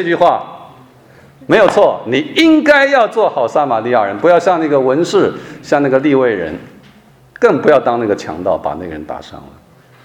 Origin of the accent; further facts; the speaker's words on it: Shandong, China; 我们山东人吃肉哈酒啊